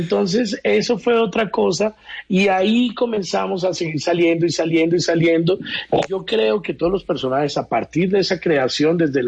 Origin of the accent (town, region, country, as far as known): Mexico; now in Barranquilla, Colombia